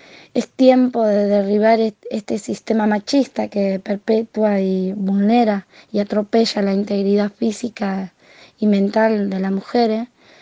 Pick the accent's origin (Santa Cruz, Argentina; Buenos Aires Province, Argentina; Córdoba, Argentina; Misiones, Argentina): Buenos Aires Province, Argentina; Florencio Varela; de Florencia Varela, educadora del Centro Comunitario de Salud CEDEPO.